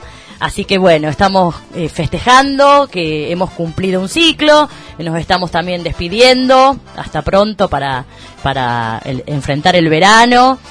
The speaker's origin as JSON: {"language": "Spanish", "town": "Huerta Grande", "region": "Córdoba", "country": "Argentina", "said": "Los que somos de acá de Huerta"}